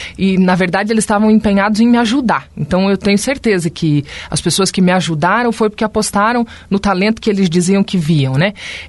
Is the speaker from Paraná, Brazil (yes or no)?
yes; Foz do Iguaçu, Paraná, Brazil; Porque eu nasci em Foz, me formei aqui.